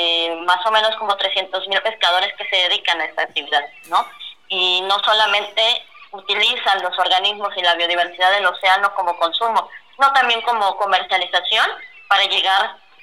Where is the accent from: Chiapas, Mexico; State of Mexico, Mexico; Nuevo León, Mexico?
Chiapas, Mexico; now in Guaymas, Mexico; Yo ahorita me encuentro en Guaymas, Sonora, aunque yo soy originaria de Chiapas.